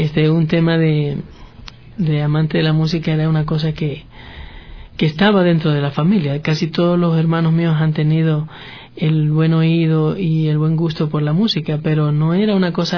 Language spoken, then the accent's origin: Spanish; Manabí, Ecuador; No, yo soy originario de Manabí, entonces la gente allá tiene pues otras actividades.